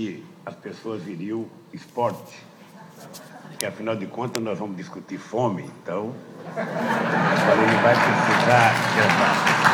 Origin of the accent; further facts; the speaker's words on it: Pernambuco, Brazil; eu trazia na minha vida a experiência de um retirante nordestino, sou de Pernambuco, sabe, que passou fome.